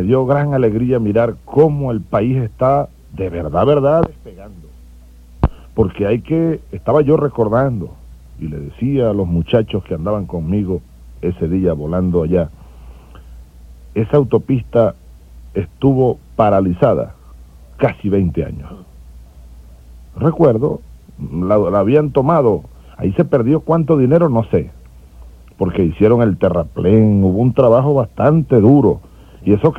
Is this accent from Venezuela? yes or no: yes; Sabaneta, Barinas, Venezuela; born there; Yo nací en la ribera derecha, es decir, del lado de Barinas, del río Boconó. A la orilla, 100 metros del río, nacimos nosotros en Sabaneta de Barinas.